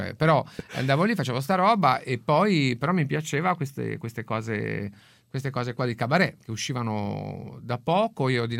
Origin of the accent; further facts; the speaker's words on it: La Spezia, Liguria, Italy; ho detto salve, vengo da Spezia, faccio l'operaio a Spezia